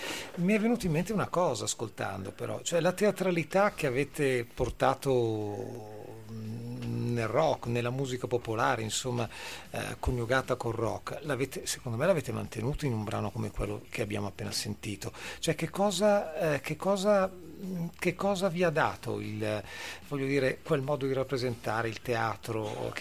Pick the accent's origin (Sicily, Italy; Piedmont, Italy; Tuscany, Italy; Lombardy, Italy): Lombardy, Italy; Voghera; il mio paese, che era Voghera